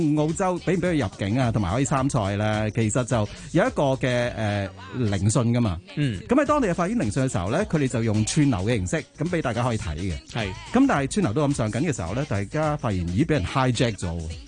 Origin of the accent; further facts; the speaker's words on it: Guangdong, China; 但系我哋作为广东人，觉得即系广东话咧有只即系，其实系。好 dynamic 嘅一個語言嚟